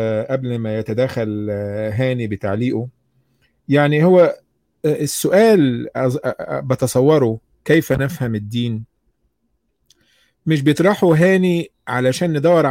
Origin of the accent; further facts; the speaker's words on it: Egypt; مين أهل الذكر عندنا في مصر مثلا